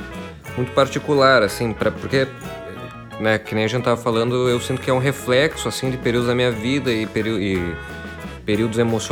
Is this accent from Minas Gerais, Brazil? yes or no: no; Passo Fundo, Rio Grande do Sul, Brazil; Ele fala muito sobre a cidade da onde eu vim, que é Passo Fundo, né? cidade onde eu cresci e tal, e fui embora dela com 19 anos para mudar Porto Alegre.